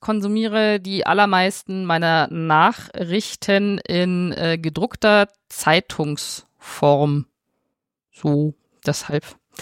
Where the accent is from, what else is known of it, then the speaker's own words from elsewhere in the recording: Quito, Pichincha, Ecuador; Ich wollte euch kurz von einem Erlebnis aus meiner Heimat Quito.